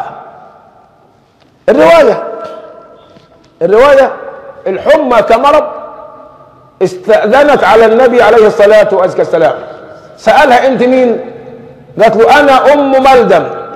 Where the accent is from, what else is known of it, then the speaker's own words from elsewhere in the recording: Egypt; يعني قباء لنا كمصريين قبل المدينة ولا في أول مدينة من يمة النجد؟